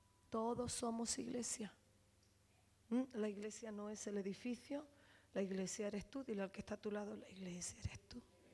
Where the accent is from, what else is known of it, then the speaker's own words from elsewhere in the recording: Spain; será porque España es bonita. Si es la primera nación donde la gente quiere venir, es porque mi tierra es una tierra bendita